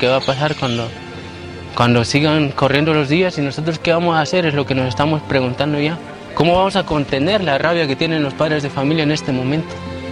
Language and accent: Spanish; Guerrero, Mexico; Porque soy guerrerense y los he visto actuar multitud de veces.